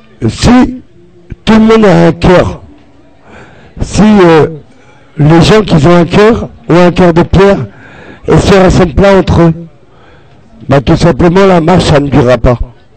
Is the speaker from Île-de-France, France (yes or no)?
yes; Paris, Île-de-France, France; born there; Je suis à la rue. Je suis français. Je suis né en France, Paris 14e.